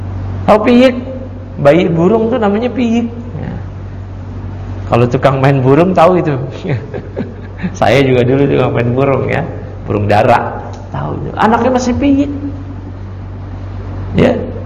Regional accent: Matraman, Jakarta, Indonesia; kalau bahasa kita dulu di kampung saya di Matraman

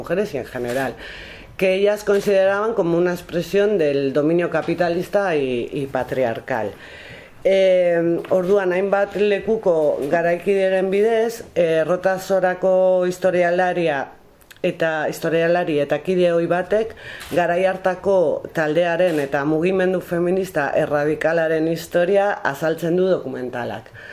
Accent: Galicia, Spain; moved away; pues en mi caso vine hace 31 años de Galicia. También podemos decir que soy vasca ya también.

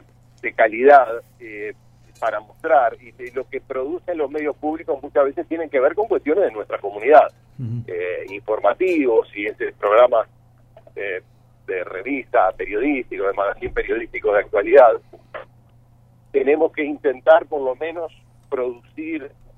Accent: Montevideo, Uruguay; mirá que yo soy montevideano y he viajado por el interior

